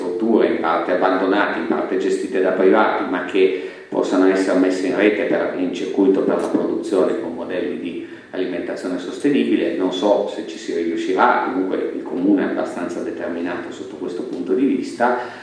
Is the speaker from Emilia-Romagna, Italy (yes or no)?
no; Turin, Piedmont, Italy; also born or lived in Milan; ma considero molto più la mia città di Torino. E sono venuto via da Torino